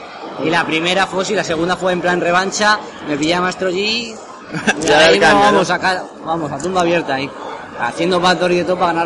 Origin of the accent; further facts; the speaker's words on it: Madrid, Community of Madrid, Spain; Yo que soy de Madrid, aquí mejor.